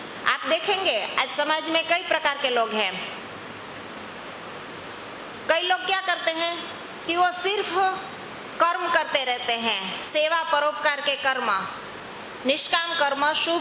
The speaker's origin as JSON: {"language": "Hindi", "town": "Junagadh", "region": "Gujarat", "country": "India", "said": "अभी मैं जूनागढ़ की रहने वाली हूँ, वहाँ गिरनार पर्वत है, उसकी परिक्रमा होती है।"}